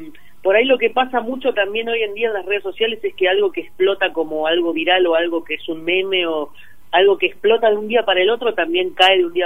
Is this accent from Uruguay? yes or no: no; La Plata, Buenos Aires Province, Argentina; Sí, yo soy de La Plata, Fran también.